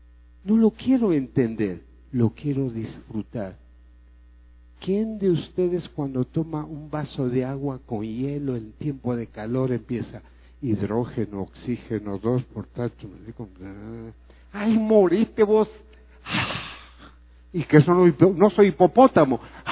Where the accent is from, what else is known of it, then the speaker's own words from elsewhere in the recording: Mexico; depende de usted y de mí, de cada mexicano, como individuo, que puede decirle, sí, soy mexicano